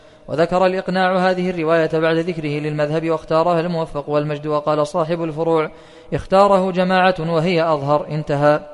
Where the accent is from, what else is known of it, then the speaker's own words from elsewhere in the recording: Saudi Arabia; فالتقويم عندنا في السعودية